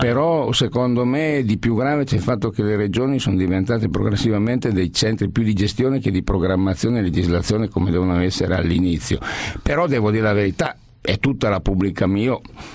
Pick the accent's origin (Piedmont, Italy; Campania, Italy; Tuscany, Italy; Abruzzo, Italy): Piedmont, Italy; Da piemontese dobbiamo soffrire come i tifosi del Toro, quale io sono.